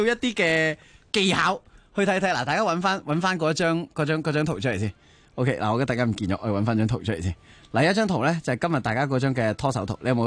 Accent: Hong Kong; 即作为香港人咁啊，梗係觉得感动之余亦有啲即戚戚而嘅

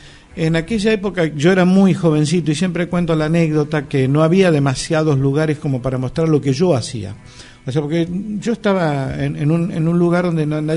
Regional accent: Cosquín, Córdoba, Argentina; born there; Yo nací en Cosquín en el 67

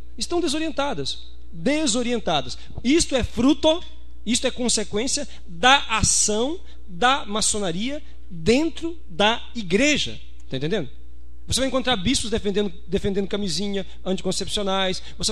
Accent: Anápolis, Goiás, Brazil; Eu sou de Anápolis.

